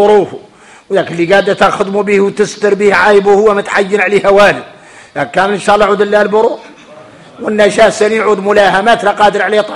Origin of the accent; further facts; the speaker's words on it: Mauritania; انا موريتاني